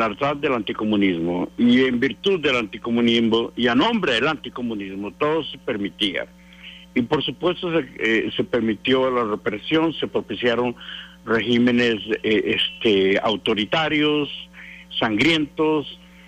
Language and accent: Spanish; Costa Rica; Yo como costarricense debo recordarle que 3 expresidentes nuestros han sido señalados y acusados e incluso encarcelados por razones similares